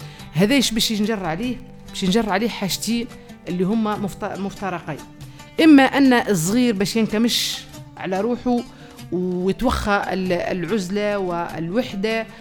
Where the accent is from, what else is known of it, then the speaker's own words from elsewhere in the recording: Tunisia; مثلا عندنا في تونس ظاهرة تكل عظام